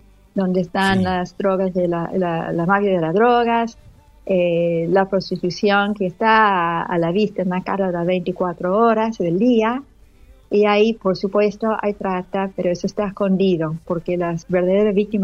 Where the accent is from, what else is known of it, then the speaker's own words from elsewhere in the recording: Argentina; moved away as an adult; Yo me vine de Argentina con 22 años de edad, me quedé, me casé acá, crié a mi familia